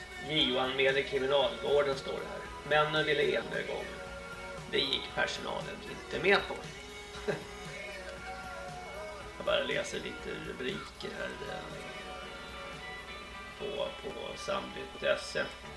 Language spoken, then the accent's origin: Swedish; Småland, Sweden; Jag är från Småland. Jag har väl en dansk mamma och en svart pappa tror jag.